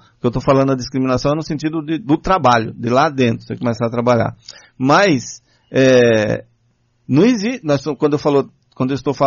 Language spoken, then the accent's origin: Portuguese; Bahia, Brazil; quando o pessoal sabe que eu sou baiano